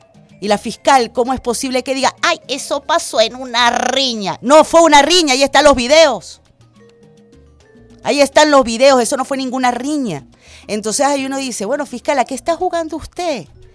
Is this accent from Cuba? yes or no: no; Venezuela; voy a hablar como ciudadana venezolana.